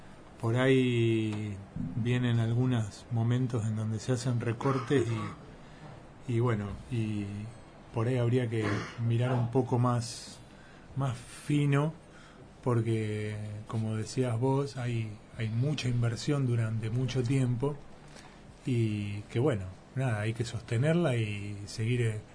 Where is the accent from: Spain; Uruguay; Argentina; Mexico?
Argentina; La Plata, Buenos Aires Province; porque yo vengo de La Plata y para mí también, está el durazno, está la naranja